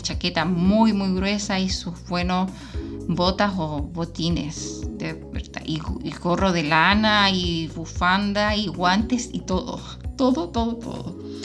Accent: Magallanes, Chile; Por suerte que soy magallánica, por si no me muero.

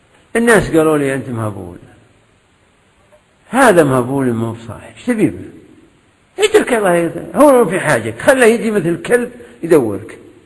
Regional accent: Kuwait; لا من الموجودين عندنا في الكويت

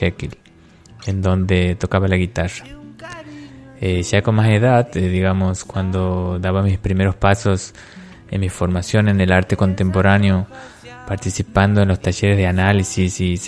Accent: Santiago del Estero, Argentina; soy artista audiovisual de Santiago del Estero, Argentina.

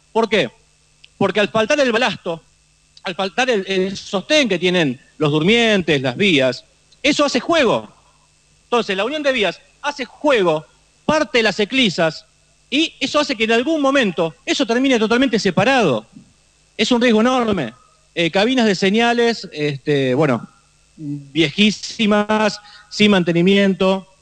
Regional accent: Lomas de Zamora, Buenos Aires Province, Argentina; Yo soy de Lomas de Zamora.

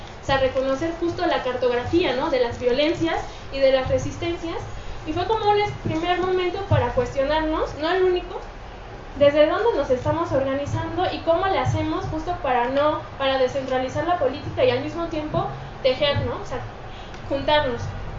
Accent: Ecatepec, State of Mexico, Mexico; Nosotras somos del Estado de México, ¿no? Y eso es como muy importante porque justo, si bien nosotras nos empezamos a organizar acá en el Distrito Federal, pues empezamos a reconocer de dónde veníamos, ¿no? O sea, muchas de nosotras, yo por ejemplo, vengo de Catepec.

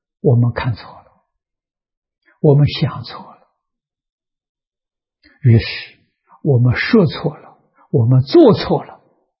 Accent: China; 我们中国人算虚岁

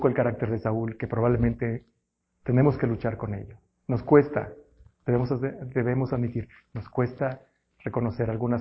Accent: Mexico; Así somos los mexicanos, así somos los que vivimos en esta sociedad.

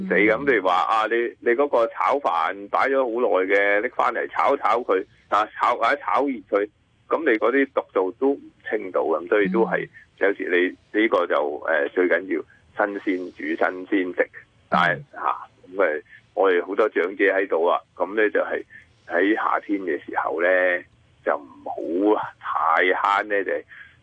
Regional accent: China; 咁所以呢我哋中国人就系好聪明嘅

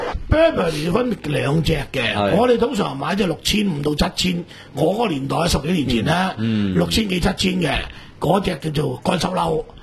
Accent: Hong Kong; 我係香港人，

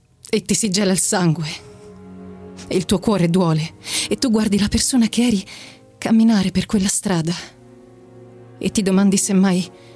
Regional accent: Treviso, Veneto, Italy; now in Rome, Italy; ho 24 anni e vengo da Treviso, però abito a Roma da 3

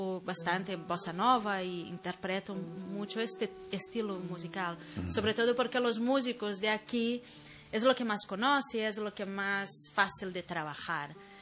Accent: Belo Horizonte, Minas Gerais, Brazil; now in Spain; Yo soy de Belo Horizonte, uh-huh. Es la capital del estado de Minas Gerais.

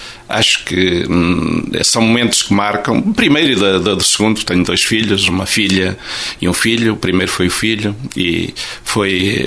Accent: Caldas de São Paulo, Coimbra, Portugal; born there; Eu nasci em Caldas de São Paulo, em casa.

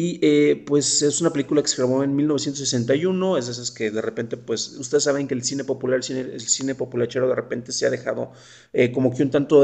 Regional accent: Mexico; muy característicos de nosotros como mexicanos

